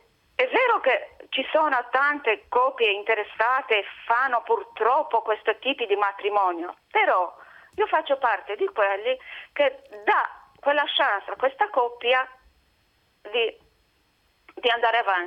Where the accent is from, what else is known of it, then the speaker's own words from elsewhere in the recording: Romania; Italian is a second language; now in Lucca, Italy; Io sono da Luca, ma sono romena.